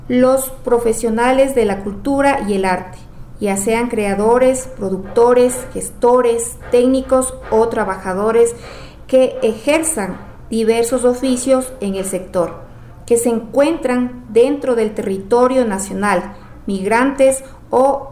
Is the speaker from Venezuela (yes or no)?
no; Ecuador; nosotros como ecuatorianos no sabemos nuestra identidad